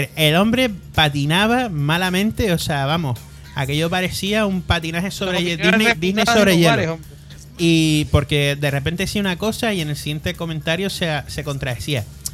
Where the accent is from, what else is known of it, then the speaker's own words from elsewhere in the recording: Canary Islands, Spain; aquí somos canarios independentistas menos para las perritas de Europa